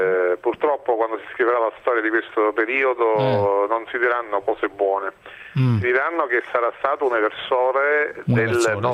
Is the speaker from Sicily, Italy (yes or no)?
yes; Sicily, Italy; Io da siciliano non conosco questo termine, però.